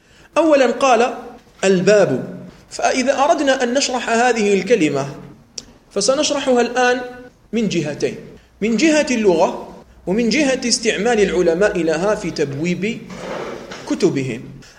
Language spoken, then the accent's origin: Arabic; Algeria; لأنه لا يدري كثيرا من الأشياء التي عندنا في الجزائر